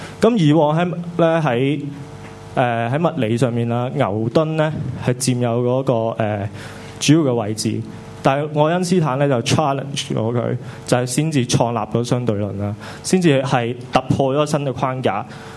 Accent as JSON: {"language": "Cantonese", "country": "Hong Kong", "said": "香港民族論咧就答咗我哋香港人是什麼呢個問題"}